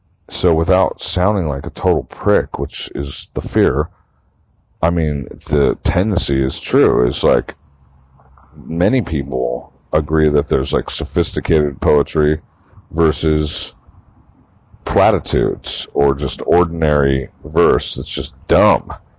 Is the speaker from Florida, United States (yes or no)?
no; Santa Cruz, California, United States; because I found this poetry in my hometown of Santa Cruz